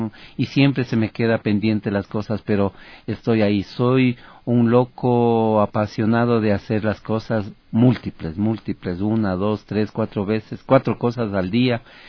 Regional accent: Ecuador; soy el ecuatoriano que aspira y que quiere poner una marca única en Quito, en el Ecuador y en Sudamérica

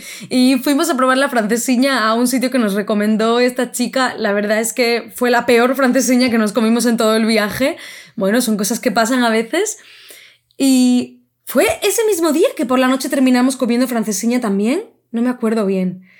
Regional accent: Spain; desde nuestro punto de vista porque somos españoles

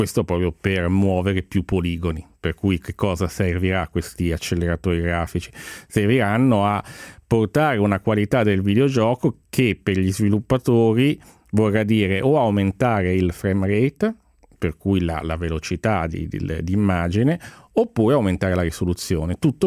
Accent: Genoa, Liguria, Italy; sai anche che sono genovese

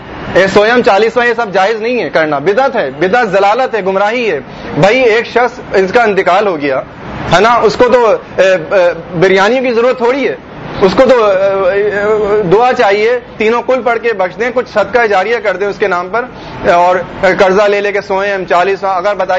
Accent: Hyderabad, Sindh, Pakistan; born there; حیدرآباد میں بھی ایک ببر شیر تھا, میں بھی حیدرآباد کی میری پیدائش ہے

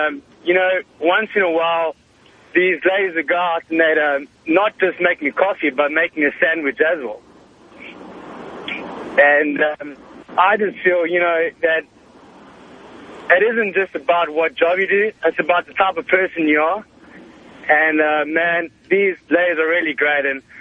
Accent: South Africa; So I'm from South Africa, and I'm an intern, actually, currently now.

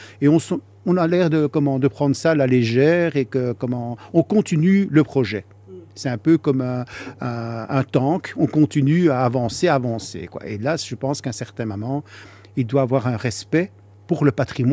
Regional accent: Brussels, Brussels-Capital Region, Belgium; born there; je suis un Marolien, puisque je suis né dans les Marolles.

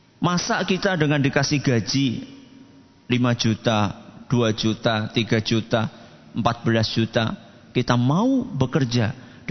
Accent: Java, Indonesia; Kalau kita orang Jawa kan cuma sampai berapa itu kita tahunya?

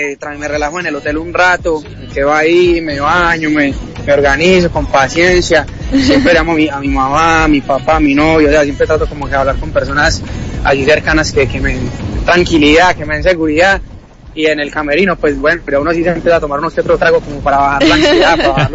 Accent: Envigado, Antioquia, Colombia; productores de Envigado, de donde yo soy de Envigado.

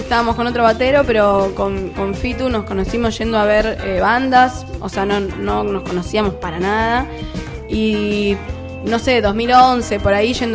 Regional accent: Avellaneda, Buenos Aires Province, Argentina; De Avellaneda. Zona sur.

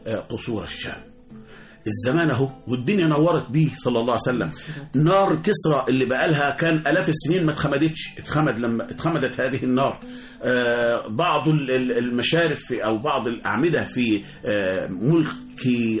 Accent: Egypt; وإحنا كشعب مصر، إحنا كمصريين كل حاجة عندنا بالصلاة على النبي

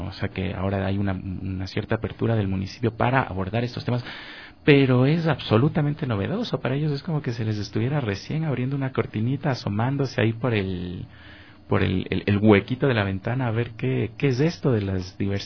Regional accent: Ambato, Tungurahua, Ecuador; Yo soy de Ambato, por eso mencioné el hecho de que vayan a Ambato.

